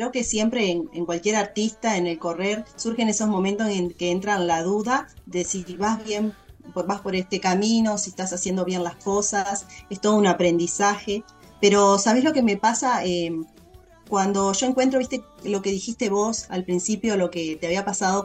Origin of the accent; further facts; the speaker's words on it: Uruguay; Como uruguaya, y o sea, para ustedes también es un teatro importantísimo.